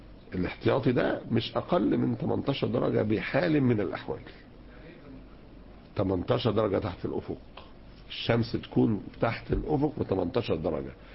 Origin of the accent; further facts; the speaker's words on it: Egypt; عندنا في مصر اتعملت لجنة